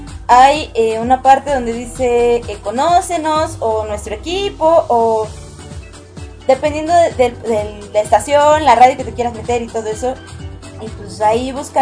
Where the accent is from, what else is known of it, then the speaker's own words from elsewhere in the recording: Mexico; Y yo: no, soy mexicana. Pero, ¿vives en Perú? No, yo vivo en México.